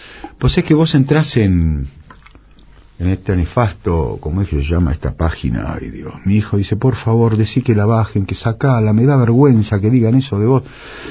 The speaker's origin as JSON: {"language": "Spanish", "region": "Buenos Aires", "country": "Argentina", "tie": "born or raised there", "said": "yo nací en Corrientes y Pringles."}